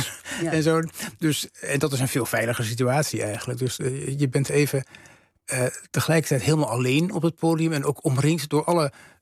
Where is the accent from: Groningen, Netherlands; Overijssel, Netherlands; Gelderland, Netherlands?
Overijssel, Netherlands; Rijssen; toen ik in Rijssen woonde, als jongetje van een jaar of 9. In een zwarte kousen milieu, streng calvinistisch milieu.